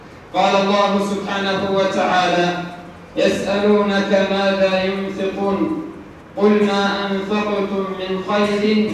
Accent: Upper Egypt, Egypt; موضوع خاص في بلادنا الصعيد

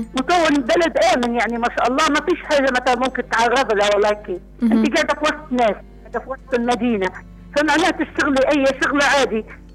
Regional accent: Syria; عدد الإناث عندنا في سوريا كلها

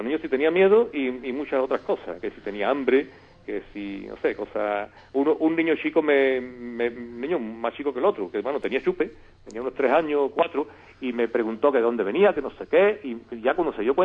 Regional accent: Seville, Andalusia, Spain; voy a empezar por la negativa, que fue en mi tierra. El único punto así que me sentí mal, ¿no? Llegando ya a Sevilla, muy cerca del río

